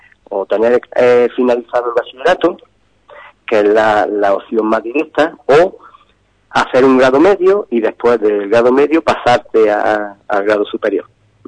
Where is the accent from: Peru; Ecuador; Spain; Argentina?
Spain; Granada, Andalusia; Yo soy de Granada, estoy trabajando aquí, llevo ya 25 años.